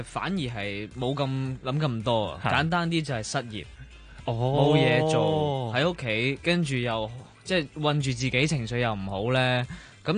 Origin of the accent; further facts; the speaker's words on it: Hong Kong; 我哋香港人最缺乏就系空间